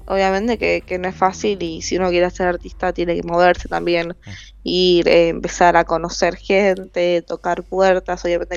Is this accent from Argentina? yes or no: yes; Argentina; yo siendo una artista argentina